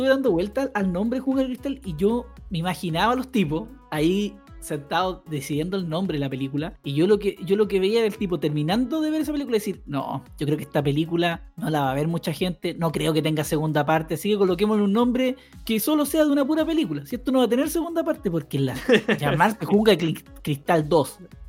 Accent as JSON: {"language": "Spanish", "country": "Chile", "said": "para nosotros que somos chilenos, no es cómodo los modismos mexicanos"}